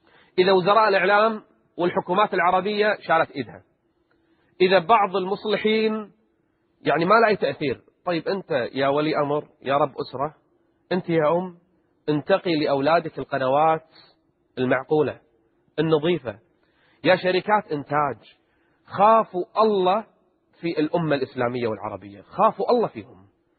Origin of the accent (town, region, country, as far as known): Kuwait